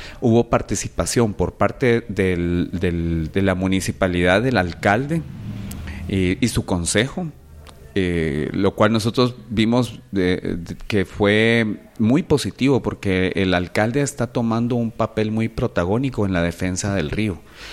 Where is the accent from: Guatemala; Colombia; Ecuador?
Guatemala; como ciudadanos y como guatemaltecos que sentimos muchos de los que estábamos ahí